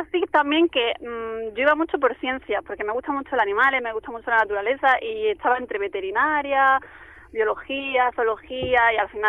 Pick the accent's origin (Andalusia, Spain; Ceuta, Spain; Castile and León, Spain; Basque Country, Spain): Andalusia, Spain; La Carolina; vengo de un pueblo de Jaén, que se llama La Carolina.